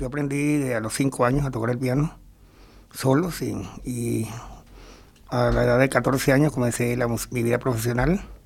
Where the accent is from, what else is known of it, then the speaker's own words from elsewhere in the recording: Venezuela; yo soy venezolano y Venezuela la llevo yo por dentro. No, yo no necesito ir a Venezuela para sentir Venezuela. Yo soy parte de Venezuela.